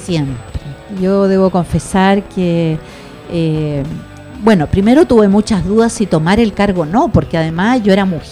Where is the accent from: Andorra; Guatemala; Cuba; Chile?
Chile; Osorno, Los Lagos; born there; also born or lived in Corral / Santiago; yo nací en Osorno, entonces he vivido una parte importante de mi vida en el campo. Viví, como le contaba, en Corral, pero también he vivido en Santiago